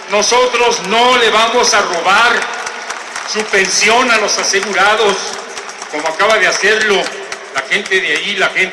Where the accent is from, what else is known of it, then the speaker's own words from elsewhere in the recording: Mexico; la depresión que nos embarga como mexicanos